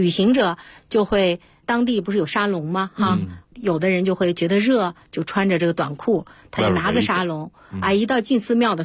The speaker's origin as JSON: {"language": "Chinese", "country": "China", "said": "是啊，我们到那儿以后感觉到很自豪嘛，因为我们中国人"}